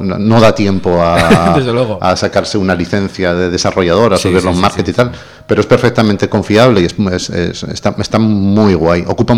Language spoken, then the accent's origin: Spanish; Spain; Porque no somos, los españoles no somos...